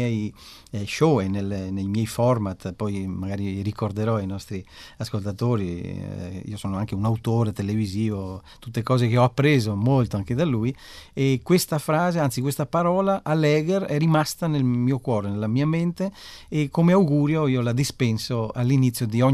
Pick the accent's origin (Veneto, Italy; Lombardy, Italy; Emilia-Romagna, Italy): Veneto, Italy; Venice; Esatto, pur essendo veneziano